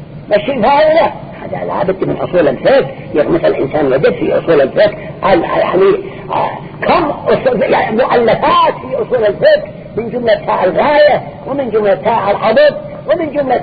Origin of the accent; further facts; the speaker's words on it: Yemen; احنا نكون من اليمن بأجمعه